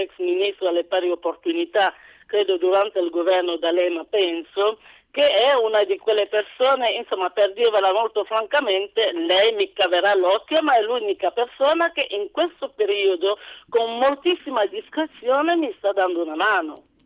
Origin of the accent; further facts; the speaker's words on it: Calabria, Italy; questa è una bella prova che io sono calabrese e non lo potrà mai discutere nessuno